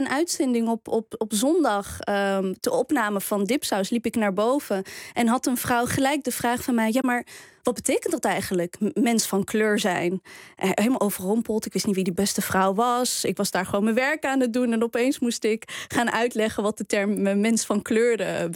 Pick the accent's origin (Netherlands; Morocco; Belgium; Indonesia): Morocco; Die moest er ook bij als Marokkaan zijnde.